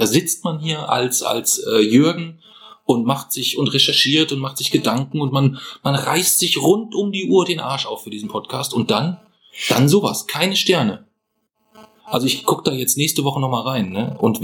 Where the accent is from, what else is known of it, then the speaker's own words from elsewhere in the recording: Bavaria, Germany; Wir sind aus Franken. Wir sind aus Franken, nee, da gibt's keine Rentiere.